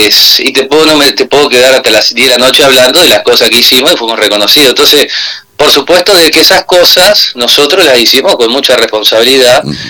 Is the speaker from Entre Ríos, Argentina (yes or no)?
yes; Concordia, Entre Ríos, Argentina; yo soy de Concordia, así como mi padre y fue mi abuelo, y mis hijos son de acá y seguramente mis nietos van a estar acá